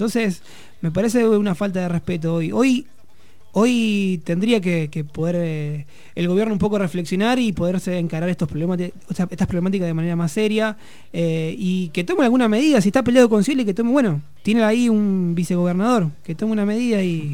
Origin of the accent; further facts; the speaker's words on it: Rosario, Santa Fe, Argentina; Yo vengo de Rosario y en Rosario estaban muriendo un pibe cada 2 días, digamos.